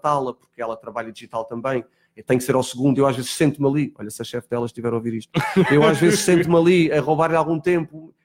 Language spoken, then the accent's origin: Portuguese; Azores, Portugal; now in Lisbon, Portugal; Eu quando venho dos Açores para Lisboa, eu não tinha amizades, tive que começá-las do zero.